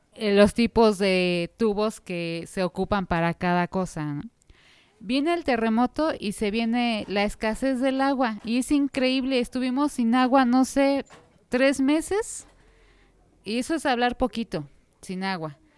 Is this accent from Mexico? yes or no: yes; Xochimilco, Mexico City, Mexico; Nosotros somos de Xochimilco, originarios de Santa Cruz, Acalpizca.